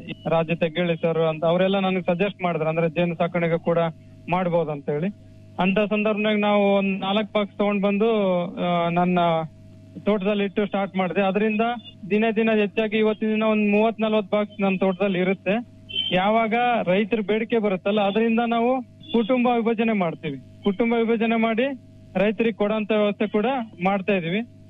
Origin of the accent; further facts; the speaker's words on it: Vanadurga, Karnataka, India; ನಾನೊಬ್ಬ ಕೃಷಿ ಪದವೀಧರ. ನನ್ನ ಊರು ಬಂದ್ಬಿಟ್ಟು ವನದುರ್ಗ ಗ್ರಾಮ, ಶಾಪುರ ತಾಲೂಕು, ಯಾದಗಿರಿ ಜಿಲ್ಲೆಯಿಂದ.